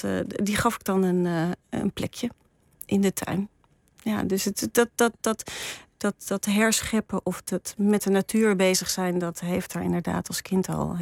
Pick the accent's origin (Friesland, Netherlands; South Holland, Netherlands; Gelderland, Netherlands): Gelderland, Netherlands; Ermelo; ik ben opgegroeid in Ermelo in de In een heel mooi vrijstaand huis. Dus in een bos, gebouwd door mijn vader.